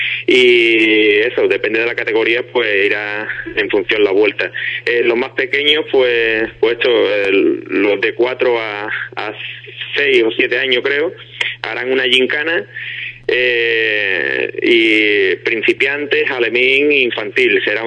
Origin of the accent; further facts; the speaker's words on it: Ubrique, Andalusia, Spain; porque es mi tierra y tenía bastante ganas de que se organizara allí un evento